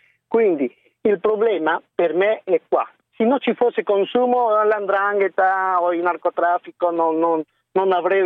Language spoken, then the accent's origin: Italian; Cusco, Peru; Io vengo dal Perù, da una città dove la cocaina è la più pura al mondo.